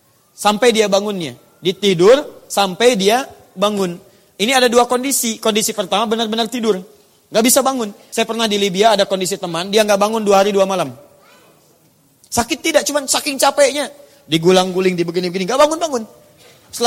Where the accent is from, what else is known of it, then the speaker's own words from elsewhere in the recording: Surabaya, East Java, Indonesia; born there; now in Jakarta, Indonesia; dari Tanah Kusir. Ya, lahir di Surabaya, tinggal di Tanah Kusir.